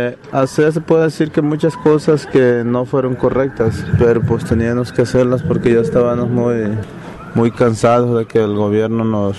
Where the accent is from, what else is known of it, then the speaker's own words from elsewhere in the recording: Zacualpan, Colima, Mexico; soy del estado de Colima, de un pueblo que se llama Zacualpan.